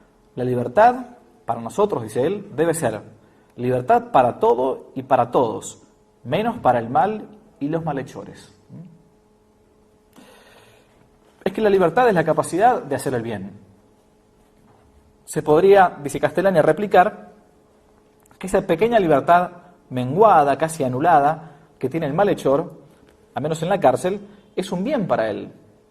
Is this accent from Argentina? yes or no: yes; Argentina; que en realidad era lo que uno ha mamado como argentino.